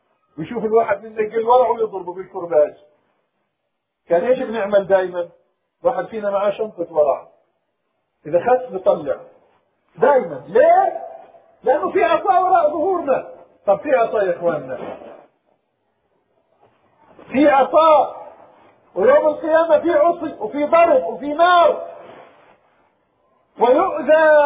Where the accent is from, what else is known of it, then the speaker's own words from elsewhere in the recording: Palestine; معظم مدن بلادنا بلاد الشام وفلسطين